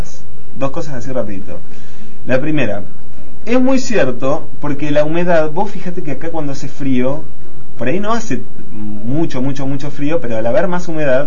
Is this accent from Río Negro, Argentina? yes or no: yes; Bariloche, Río Negro, Argentina; yo soy de Bariloche, hay que hablar de Bariloche